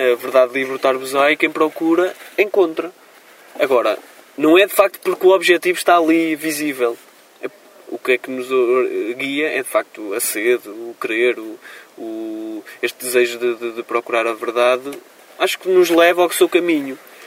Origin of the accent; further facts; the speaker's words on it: Moreira de Cónegos, Braga, Portugal; lá na minha escola, em Moreira de Cornos, de onde sou oriundo, no Conselho de Guimarães.